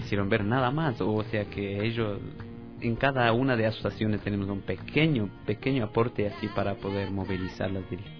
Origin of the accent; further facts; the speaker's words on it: Ecuador; quiero solidarizar como ecuatoriano.